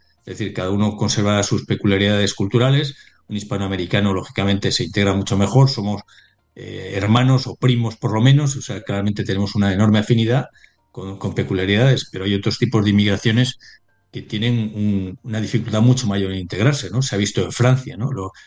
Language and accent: Spanish; Spain; Como español no me parece normal que prácticamente todos los puestos de trabajo nuevos los ocupen inmigrantes.